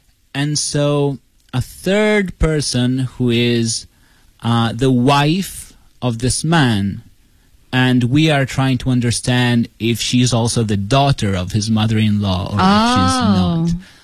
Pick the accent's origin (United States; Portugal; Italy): Italy; English is a second language; especially if English is not your first language. Like for me, I come from Italy.